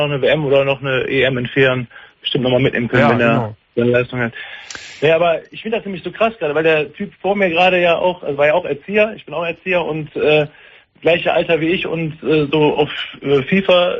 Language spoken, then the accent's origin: German; Düsseldorf, North Rhine-Westphalia, Germany; aber ich bin halt Düsseldorfer Jung, bin hier in Düsseldorf-Flingern geboren